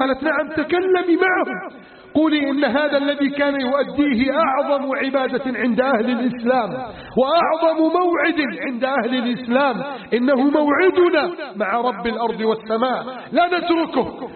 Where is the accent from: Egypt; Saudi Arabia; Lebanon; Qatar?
Egypt; واجعل بلدنا مصر آمنا مطمئنا